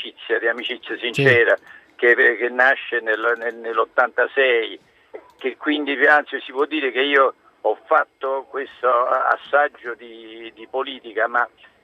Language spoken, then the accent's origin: Italian; Campania, Italy; io sono napoletano, quindi facendo le corna dico che sto bene